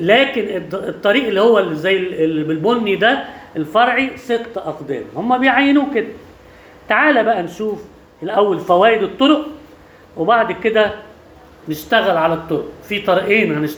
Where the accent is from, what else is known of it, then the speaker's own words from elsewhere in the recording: Alexandria, Alexandria Governorate, Egypt; عندنا في اسكندرية المناطق القديمة